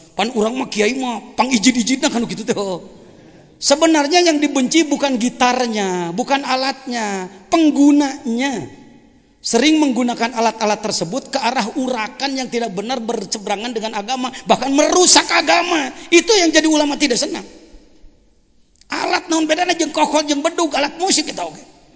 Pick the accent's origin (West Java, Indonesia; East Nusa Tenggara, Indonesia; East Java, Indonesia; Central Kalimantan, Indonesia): West Java, Indonesia; Sukabumi; Nah, saya dari Sukabumi